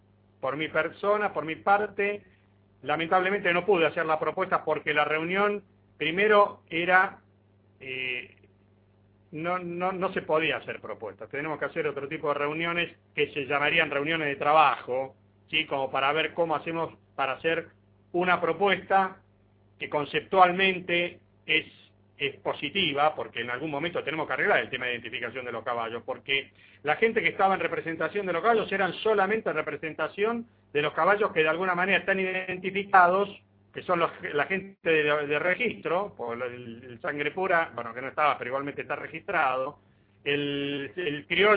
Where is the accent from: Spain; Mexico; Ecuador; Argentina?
Argentina; si somos argentinos también podemos hacer las cosas bien.